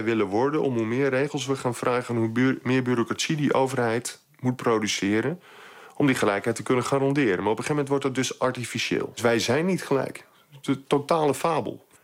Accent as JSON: {"language": "Dutch", "country": "Netherlands", "said": "Dat trekken wij als Nederlanders niet."}